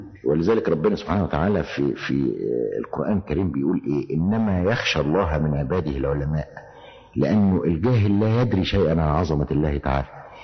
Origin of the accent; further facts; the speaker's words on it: Egypt; إحنا عندنا في مصر تعبير شعبي بيقول إيه